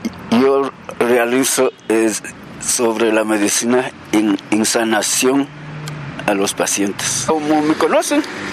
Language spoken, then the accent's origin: Spanish; Yaruquí, Pichincha, Ecuador; Yo soy de aquí de la provincia de Pichincha y soy de Yaruquí y me compré una propiedad en Conocoto, entonces yo vivo, estoy ya 50 años en Conocoto.